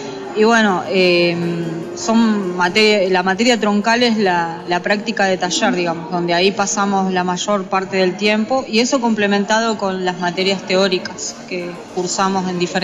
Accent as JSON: {"language": "Spanish", "region": "Buenos Aires", "country": "Argentina", "moved": "as an adult", "said": "y estudiaba con maestro ruso Dmitry Rodnoy ahí en Villa Crespo, yo soy de Buenos Aires. Bueno, hace 15 años que estoy viviendo acá en la provincia y bueno, ya me quedé, pero yo comencé estudiando en Villa Crespo"}